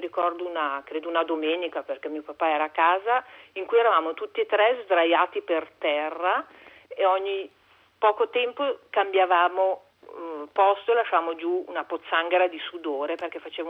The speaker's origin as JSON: {"language": "Italian", "town": "Milan", "region": "Lombardy", "country": "Italy", "said": "sono a Milano, sono di Milano, abito in fondo via Padova."}